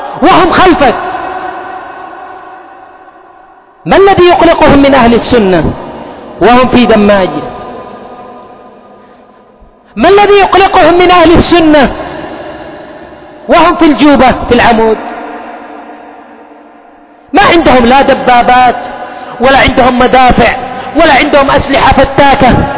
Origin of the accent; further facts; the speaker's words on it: Yemen; وقل عندنا في اليمن، في أماكن سيطرة